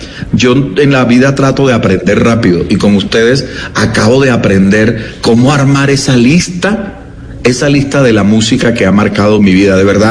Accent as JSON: {"language": "Spanish", "town": "Santa Marta", "region": "Magdalena", "country": "Colombia", "moved": "as an adult", "lives_now": "Bogotá, Colombia", "said": "Yo me vine de Santa Marta muy, muy joven, muy chiquito, a Bogotá."}